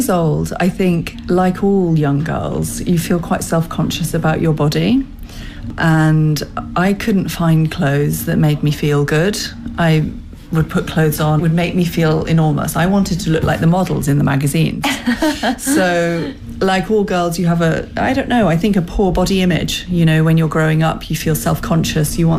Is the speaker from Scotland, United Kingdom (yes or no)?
no; London, United Kingdom; I'm a designer from London.